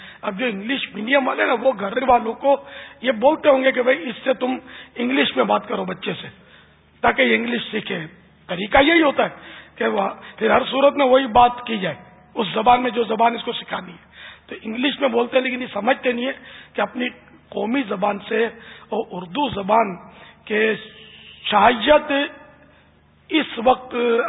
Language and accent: Urdu; Karachi, Sindh, Pakistan; born there; میں تو یعنی کٹر پاکستانی ہوں, کہ میں اصلاً نسلاً یوں کہتے ہیں کہ میری پیدائش جو ہے نا یہ باب المدینہ ہوئی, کراچی میں ہوئی ہے, میری جائے ولادت, میرا برتھ پیلس کراچی ہے پاکستان, میں یوں پاکستانی ہوں.